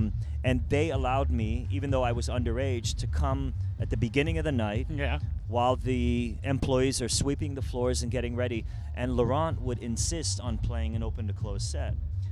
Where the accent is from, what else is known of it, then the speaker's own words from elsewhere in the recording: Iran; moved away; I came from Iran, yeah.